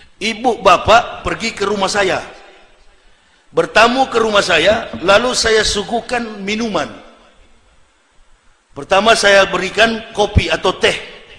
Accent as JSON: {"language": "Indonesian", "region": "Sulawesi", "country": "Indonesia", "said": "Saya orang Sulawesi, dekat dengan Palu."}